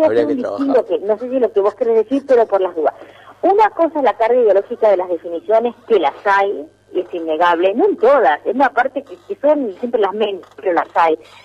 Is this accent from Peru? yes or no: no; Argentina; lo digo yo que además de Argentina soy absolutamente gallega y de origen.